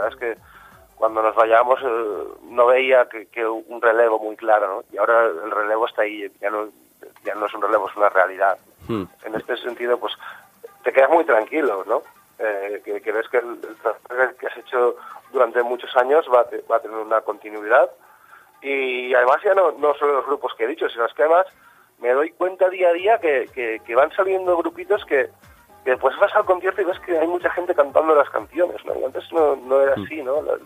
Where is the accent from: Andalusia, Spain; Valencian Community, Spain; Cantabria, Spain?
Valencian Community, Spain; Valencia; sí que en mi adolescencia, sobre todo en Valencia, está muy marcada por la música Bacalao.